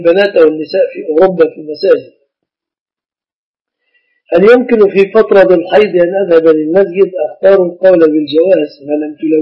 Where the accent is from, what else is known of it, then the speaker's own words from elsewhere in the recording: Egypt; كيف الزواج العرفي له صورتان في بلادنا مصر